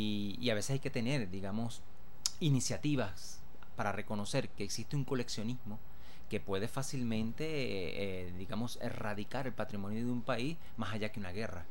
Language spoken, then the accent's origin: Spanish; Venezuela; lo que nos define como venezolanos, nuestra identidad